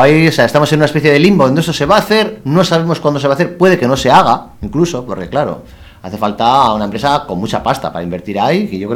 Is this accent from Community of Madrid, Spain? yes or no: no; Portugalete, Basque Country, Spain; yo soy de Portugalete, en concreto Portugalete